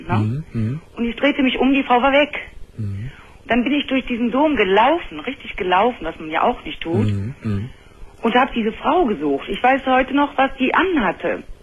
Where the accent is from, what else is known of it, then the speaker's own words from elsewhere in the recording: Cologne, North Rhine-Westphalia, Germany; Und wir sind Kölner